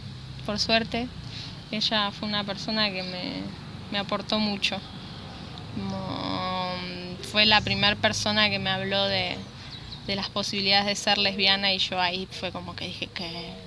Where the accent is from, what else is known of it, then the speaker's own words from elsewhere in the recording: La Matanza, Buenos Aires Province, Argentina; born there; nací en Buenos Aires, en La Matanza, y vine a vivir acá tras la sierra hace 5 años.